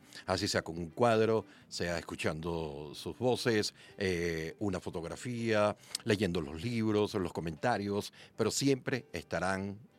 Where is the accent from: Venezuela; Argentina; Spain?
Venezuela; que somos latinoamericanos, que somos venezolanos, venezolanas